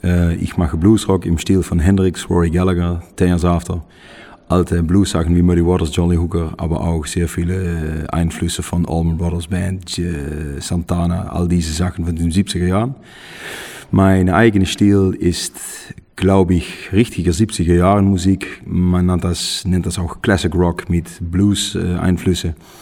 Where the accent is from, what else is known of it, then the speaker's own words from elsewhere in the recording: Netherlands; German is a second language; haben wir ein großes Konzert gegeben bei uns in Holland im Tilburg